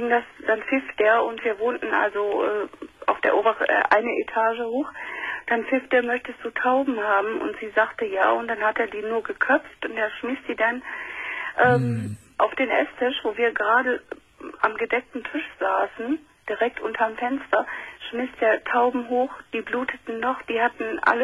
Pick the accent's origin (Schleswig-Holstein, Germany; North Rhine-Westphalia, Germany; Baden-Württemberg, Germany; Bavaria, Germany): North Rhine-Westphalia, Germany; Düsseldorf; Ich bin in Düsseldorf aufgewachsen.